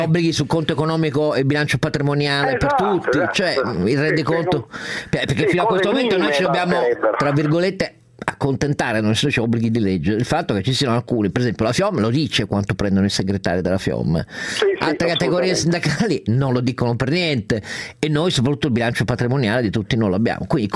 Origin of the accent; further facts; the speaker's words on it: Turin, Piedmont, Italy; Posso fare da torinese una domanda fuori sacco su Torino